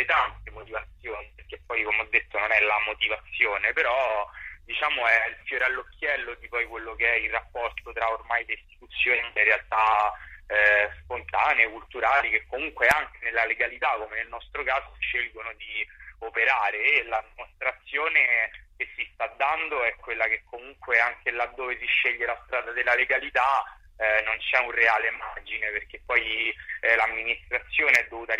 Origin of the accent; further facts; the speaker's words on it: Rome, Lazio, Italy; siamo romani, siamo cresciuti a Roma, la amiamo, la conosciamo